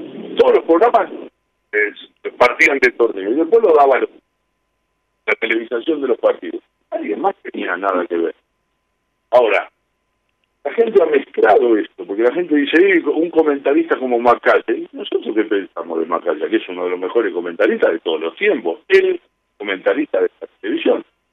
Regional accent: Buenos Aires, Argentina; Yo soy un porteño, recontra porteño.

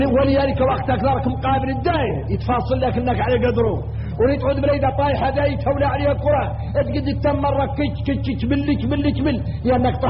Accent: Mauritania; ثم شفتوا احنا موريتاني تمين

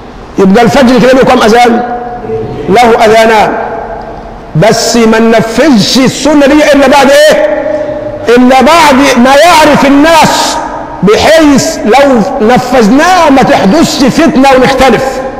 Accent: Egypt; عندنا كمصريين بنقول حي على الصلاه

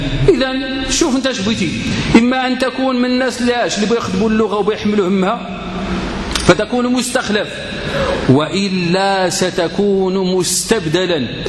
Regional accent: Morocco; احنا عندنا في المغرب نيت الآن اللغة فين في المخرى دابا الآن عندنا احنا اللي تنقولوا احنا

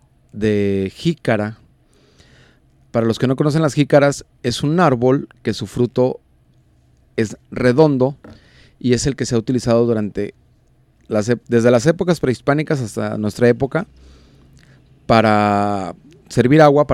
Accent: Mexico; todos somos mexicanos.

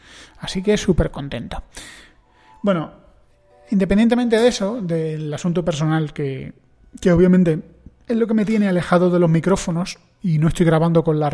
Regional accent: Spain; tengo amigos cubanos y soy un español, con lo cual aquí en España

